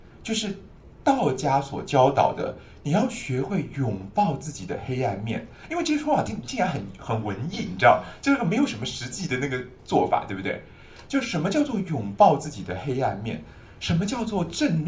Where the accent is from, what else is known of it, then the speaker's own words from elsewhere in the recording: Taiwan; 那你有没有发现我们台湾人最近这些年大肠癌节节攀升